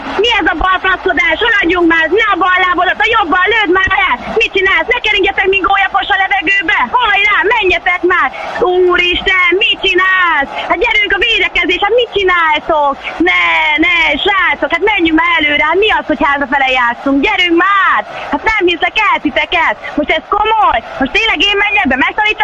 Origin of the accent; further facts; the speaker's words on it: Hungary; hát mivel hogy magyar vagyok, a magyar meccseket azért szoktam nézni